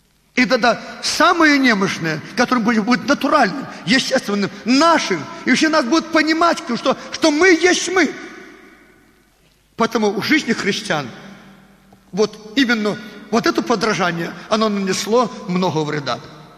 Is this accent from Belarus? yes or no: yes; Belarus; Russian is a second language; Мы белорусы. На русском языке с акцентом говорим.